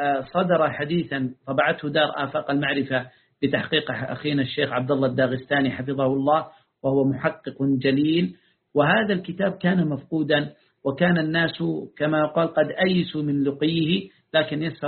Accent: Taiz Governorate, Yemen; يعني قريته تبعد عن قريتي قرابة 40 كيلا في مدينة موزع التابعة لمحافظة تعز. وهذا نور الدين الموزعي، يعني أنا إذا صعدت على جبل قريتنا أرى قريته

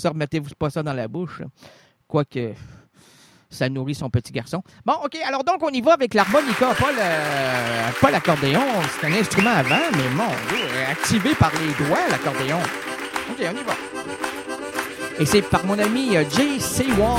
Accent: Quebec, Canada; On n'est pas des Canadiens, on est des Québécois

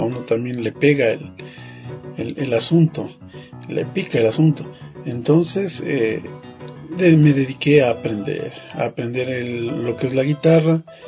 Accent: Quito, Pichincha, Ecuador; born there; yo nací en Quito y por causas y motivo de trabajo que mi papá era profesor de música en su tierra, en el Ángel Carchi, vinimos a vivir acá.

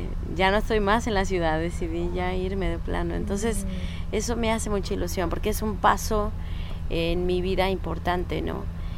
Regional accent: Veracruz, Mexico; Sí, yo crecí en Veracruz y me fui de Veracruz por muchos años, pero ahora ya volví.

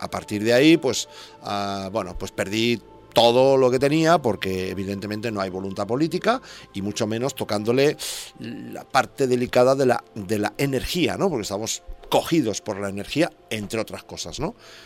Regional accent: Santa Coloma de Gramenet, Catalonia, Spain; organicé el primer festival de rock folk blues de Santa Coloma de Gramenet, de mi pueblo

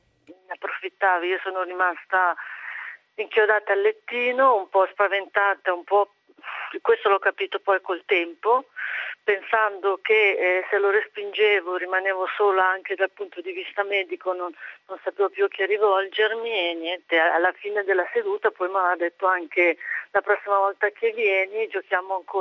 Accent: Paderno Dugnano, Lombardy, Italy; io sono di Paderno Dugnano, qua c'è una clinica

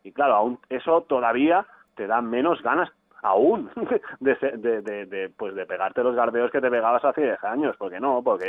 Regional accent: Barcelona, Catalonia, Spain; como gran parte de la gente que ha nacido y crecido en Barcelona está harta de la situación esta, pues nosotros

